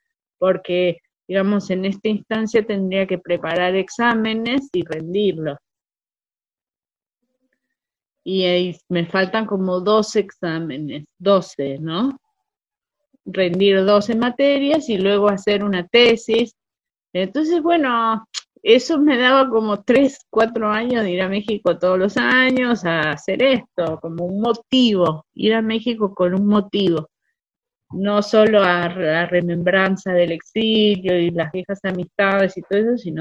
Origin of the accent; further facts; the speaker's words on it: Argentina; yo ya sí sentí que soy argentina, que puedo arriesgarme por el país, que lo sentí, soy de este país.